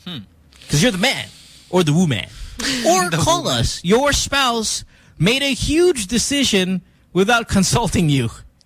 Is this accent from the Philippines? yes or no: yes; Philippines; Don't you love being Filipino? Like, don't you love being a citizen of this country?